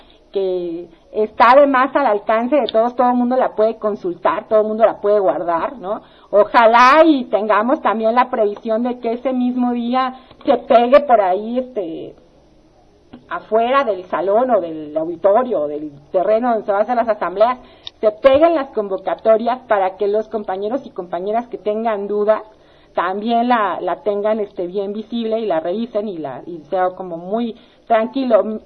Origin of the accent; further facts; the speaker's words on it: Ecatepec, State of Mexico, Mexico; pero yo soy de Catepec, no importa